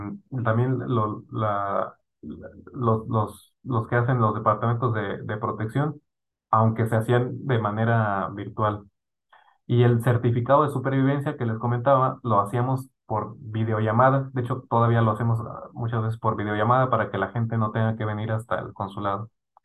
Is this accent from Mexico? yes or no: yes; Mexico; Entonces yo cuando leo esto, pienso en mi país. Es algo que yo quisiera para México, ¿no?